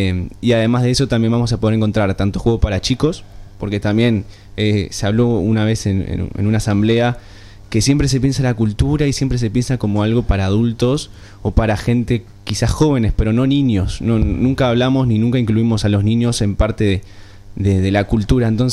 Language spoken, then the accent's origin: Spanish; Uruguay; bien llevado a nuestra tradición como uruguayos